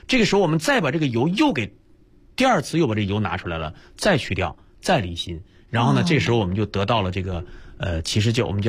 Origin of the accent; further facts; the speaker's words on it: Northeast China, China; 像我们东北人哈常见的一种